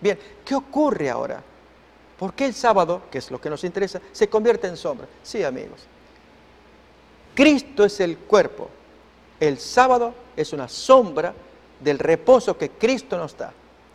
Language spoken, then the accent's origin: Spanish; Argentina; Soy argentino y tomaré mi bandera, la bandera argentina